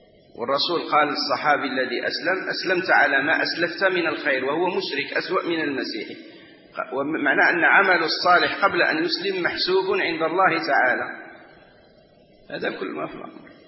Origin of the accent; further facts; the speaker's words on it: Morocco; ونحن عندنا في المغرب